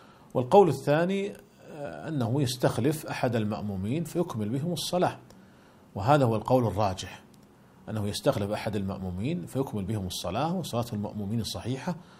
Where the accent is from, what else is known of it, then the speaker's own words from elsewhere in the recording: Saudi Arabia; فالشركات المساهمة عندنا في المملكة العربية السعودية ملزمة بدفع الزكوات